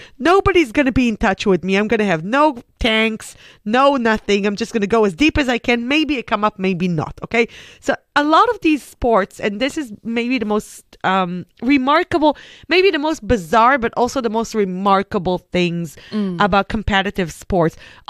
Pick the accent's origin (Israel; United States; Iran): Israel; I'm coming from Israel. I literally grew up between the sea and the desert.